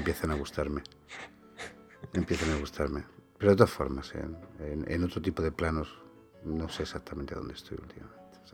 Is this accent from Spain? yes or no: yes; Spain; me he criado en demasiados sitios aquí en Españistán